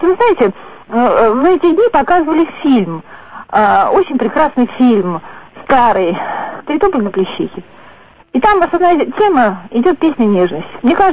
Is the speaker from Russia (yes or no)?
yes; Samara, Samara Oblast, Russia; Я из Самары.